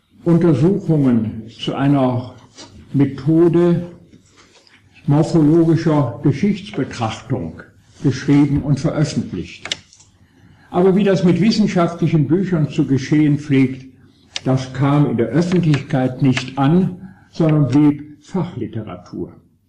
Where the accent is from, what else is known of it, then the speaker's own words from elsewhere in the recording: Bonn, North Rhine-Westphalia, Germany; Und nun stand ich als Erstsemestriger, aufgewachsen in Bonn als Sohn niedersächsischer Eltern